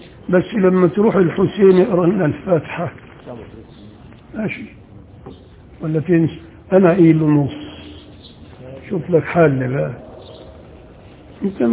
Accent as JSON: {"language": "Arabic", "region": "Upper Egypt", "country": "Egypt", "said": "انا راجل صعيدي وبغير على اللي هنا"}